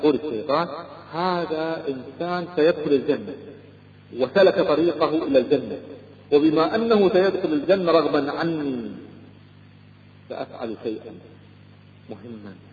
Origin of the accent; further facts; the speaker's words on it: Kuwait; أذكر أحد التجار عندنا في الكويت كان يبيع الغترة